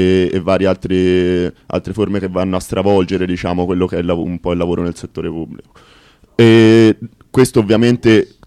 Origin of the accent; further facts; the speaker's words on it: Pisa, Tuscany, Italy; sono contento di questa notizia da Pisa, che non sapevo, che essendo la mia terra d'origine